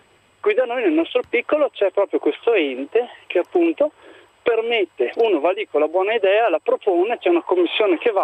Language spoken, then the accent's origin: Italian; Trentino-Alto Adige, Italy; spezzo una lancia a favore della mia terra, della provincia autonoma di Bolzano.